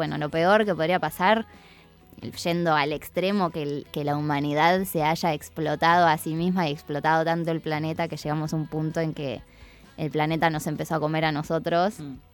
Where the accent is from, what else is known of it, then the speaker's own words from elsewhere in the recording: City Bell, Buenos Aires Province, Argentina; Yo en realidad me crié en Citibel, Villaliza. Me gusta decir el campo porque vivo en la parte de calles de tierra y caballos, ovejas. Pero siempre fui al colegio en La Plata porque en realidad soy de familia platense.